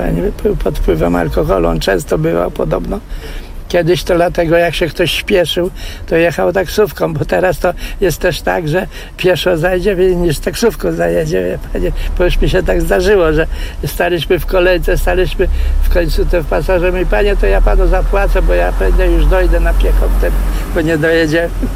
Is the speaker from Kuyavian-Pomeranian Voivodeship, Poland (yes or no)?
yes; Toruń, Kuyavian-Pomeranian Voivodeship, Poland; born there; also born or lived in Kamień Pomorski; A w ogóle to się urodziłem koło Torunia, ale mieszkałem w Kamieniu Pomorskim długo. No i stamtąd przyjechałem i już to na stałe, w 61.